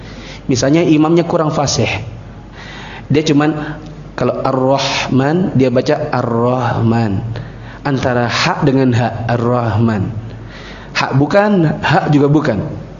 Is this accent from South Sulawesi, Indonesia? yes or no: yes; South Sulawesi, Indonesia; saya juga Bugis.